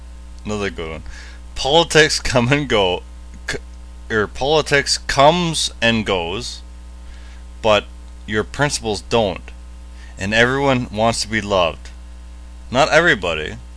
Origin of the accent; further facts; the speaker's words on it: Canada; And of course, I'm Canadian